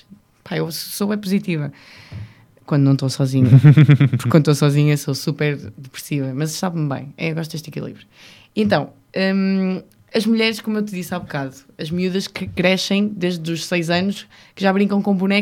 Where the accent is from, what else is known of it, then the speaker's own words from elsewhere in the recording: North, Portugal; eu sou do Norte. Vamos lá para as coisas como elas são. E nós, no Norte, adoramos receber a malta